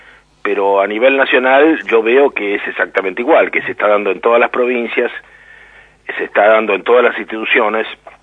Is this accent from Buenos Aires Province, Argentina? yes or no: no; La Pampa, Argentina; Yo vengo de La Pampa y sorprende ver cómo se desmorona la industria local